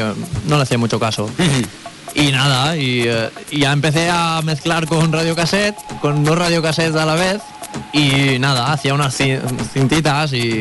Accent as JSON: {"language": "Spanish", "town": "Cullera", "region": "Valencian Community", "country": "Spain", "said": "De Cullera."}